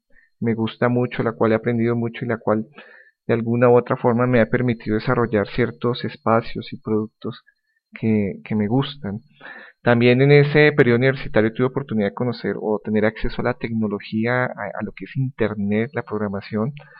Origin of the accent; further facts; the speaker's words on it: Colombia; soy colombiano, actualmente resido en Bogotá, Colombia. Tengo 41 años, próximamente voy a cumplir 42